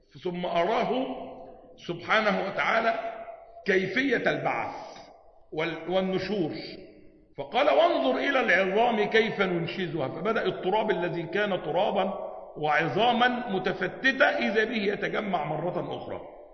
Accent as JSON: {"language": "Arabic", "region": "Upper Egypt", "country": "Egypt", "said": "وده اللي بيحدث عندنا في الصعيد وغيره"}